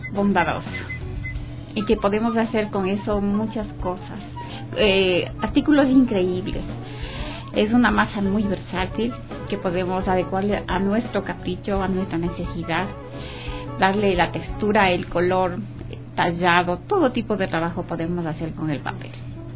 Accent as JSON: {"language": "Spanish", "town": "Atuntaqui", "region": "Imbabura", "country": "Ecuador", "moved": "yes", "lives_now": "Quito, Ecuador", "said": "De la provincia de los lagos, así es. Soy de Atuntaqui, pero muy joven vine acá a estudiar acá en Quito. Yo soy odontóloga."}